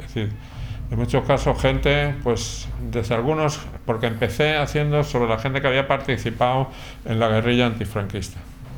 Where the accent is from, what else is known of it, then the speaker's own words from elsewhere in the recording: Plasencia, Extremadura, Spain; now in Madrid, Spain; Sí, yo soy de Plasencia.